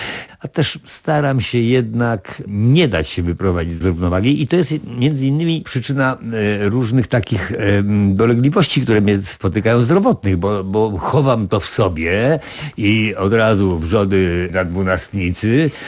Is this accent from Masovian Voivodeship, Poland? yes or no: yes; Warsaw, Masovian Voivodeship, Poland; bo wychowałem się na Marymoncie